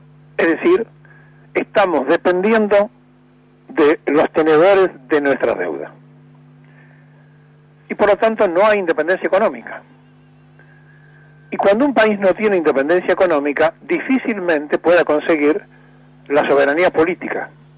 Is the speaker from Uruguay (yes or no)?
no; Argentina; el problema somos los argentinos que piensan así